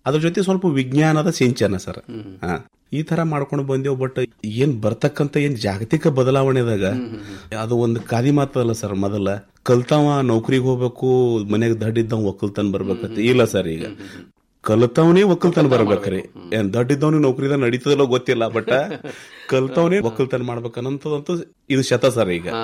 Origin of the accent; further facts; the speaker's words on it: Mashala, Karnataka, India; ನಾನು ಹುಟ್ಟೂರು ಮಾಶಾಳ, ತಾಲೂಕಾ ಅಫಜಲ್ಪುರ, ಇದೇ ಕಲಬುರಗಿ ಜಿಲ್ಲೆ.